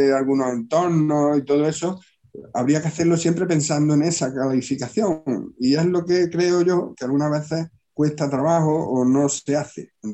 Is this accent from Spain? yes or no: yes; Villanueva de Córdoba, Andalusia, Spain; Y mi pueblo es Villanueva de Córdoba, se llama así, Villanueva de Córdoba.